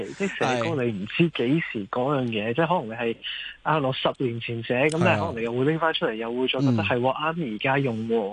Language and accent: Cantonese; Canada; now in Hong Kong; 我在加拿大长大，嗰系我屋企